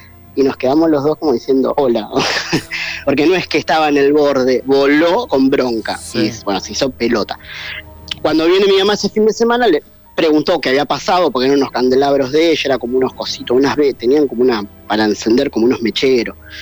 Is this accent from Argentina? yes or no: yes; Rosario, Santa Fe, Argentina; now in Buenos Aires, Argentina; Bueno, yo soy de Rosario.